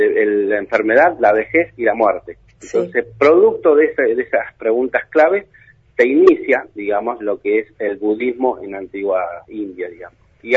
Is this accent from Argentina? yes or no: yes; Argentina; No, yo soy, digamos, somos causalmente vietnamitas, sí. Somos argentinos, vietnamitas, sí.